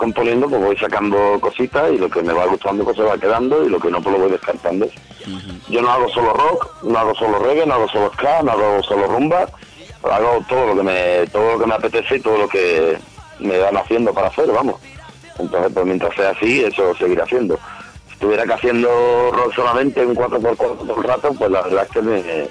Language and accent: Spanish; Andalusia, Spain; No, yo le digo crowdfunding, pero vamos, yo soy andaluz y así lo digo yo.